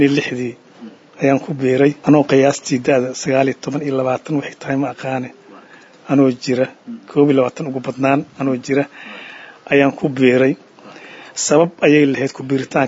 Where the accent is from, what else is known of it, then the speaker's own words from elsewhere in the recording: Hiran, Somalia; born there; aniga waxaan ku dhashay Hiiraa